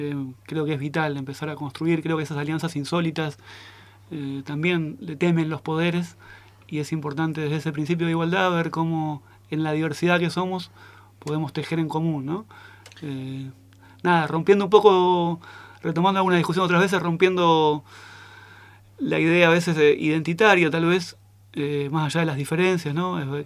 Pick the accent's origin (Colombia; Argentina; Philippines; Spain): Argentina; Buenos Aires; Cuando era piba vivía en Buenos Aires y me daban miedo las villas.